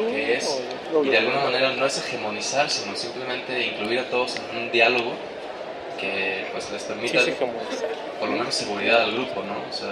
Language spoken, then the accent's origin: Spanish; Guadalajara, Jalisco, Mexico; yo vengo de Guadalajara